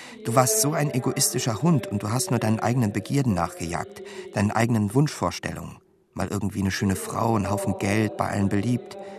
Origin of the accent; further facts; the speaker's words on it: Großenhain, Saxony, Germany; Ursprünglich komme ich aus Großenhain, 30 Kilometer von Dresden.